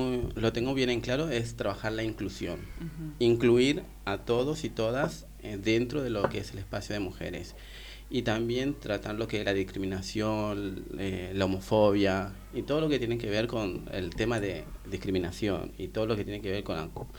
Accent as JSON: {"language": "Spanish", "town": "Tartagal", "region": "Salta", "country": "Argentina", "moved": "as an adult", "lives_now": "Buenos Aires, Argentina", "said": "vengo de la ciudad de Tartagal, pertenezco a un pueblo originario de la ciudad de Tartagal, ¿viste? Uh-huh. Pertenezco a la etnia Tupi Guaraní, que es, pertenece en Salta."}